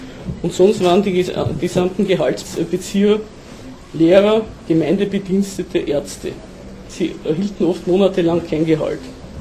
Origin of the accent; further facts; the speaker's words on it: Austria; aber bei uns in Österreich war das das sogenannte Freigeld oder Notgeld von Wörgl.